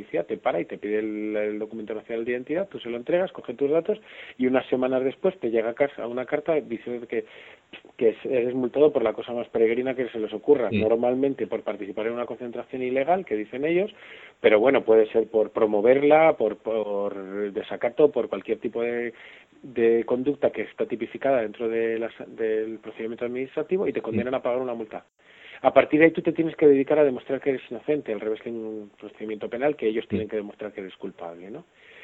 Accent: Madrid, Community of Madrid, Spain; soy de Madrid y soy una de las personas que forma parte

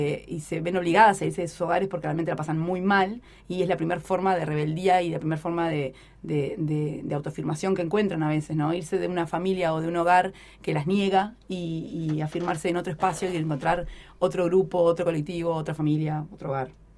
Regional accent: Maldonado, Uruguay; yo soy de Maldonado, ya lo saben por otras anécdotas.

